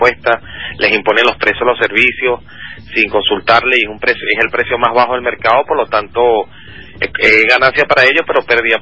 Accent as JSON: {"language": "Spanish", "town": "Caracas", "region": "Capital District", "country": "Venezuela", "said": "De Venezuela, de Caracas."}